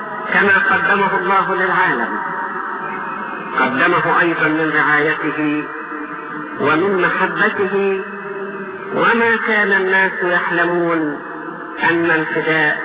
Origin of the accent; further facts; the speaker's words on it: Egypt; يكفي ان بلادنا مصر اعطاها الله من القدرات العجيبة